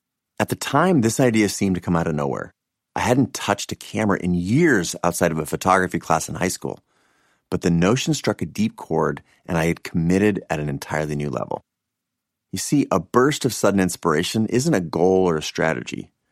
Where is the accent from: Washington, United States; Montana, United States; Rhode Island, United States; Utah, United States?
Washington, United States; Seattle; I grew up in Seattle, an only child.